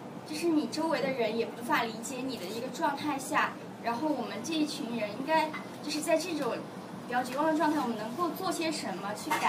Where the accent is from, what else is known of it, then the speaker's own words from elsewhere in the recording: China; 我是一名来自中国内地的学生